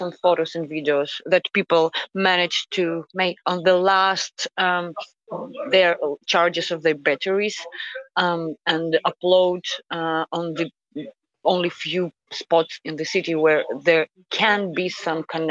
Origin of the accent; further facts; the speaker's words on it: Donetsk, Donetsk Oblast, Ukraine; moved away as an adult; I'm originally from Donetsk, and 8 years ago, at the beginning of this war, I had to flee and lose my home once.